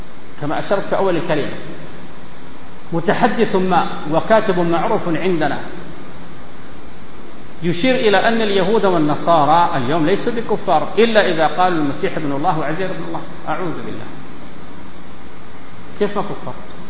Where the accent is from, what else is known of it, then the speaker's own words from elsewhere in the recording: Sudan; وأشار إلى ملابسات عندنا في السودان